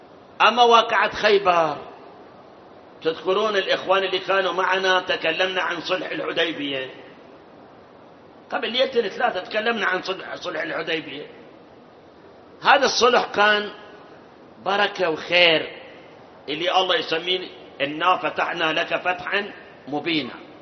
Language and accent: Arabic; Karbala, Karbala Governorate, Iraq; أنا أذكر أيام الشباب، احنا من كربلاء كنا نروح مثلا مواكب عزيات 10 20 30 موكب، واحنا معه الى الكاظمية.